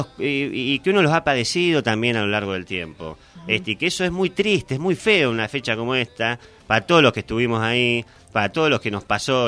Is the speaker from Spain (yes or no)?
no; Argentina; que nos educa como argentinos